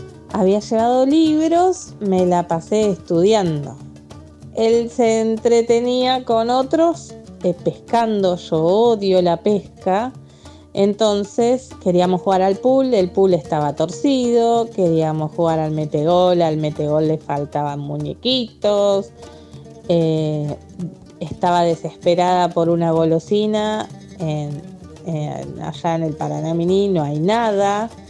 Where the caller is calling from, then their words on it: Lanús, Buenos Aires Province, Argentina; de Lanús.